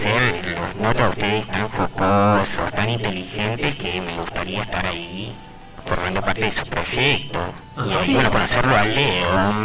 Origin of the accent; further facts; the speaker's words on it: Rosario, Santa Fe, Argentina; De Rosario.